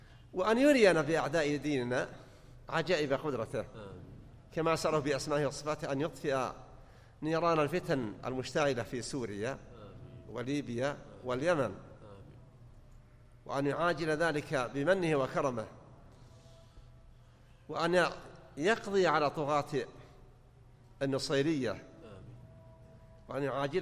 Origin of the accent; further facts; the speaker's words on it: Saudi Arabia; وانتشرت القنوات عندنا في السعودية.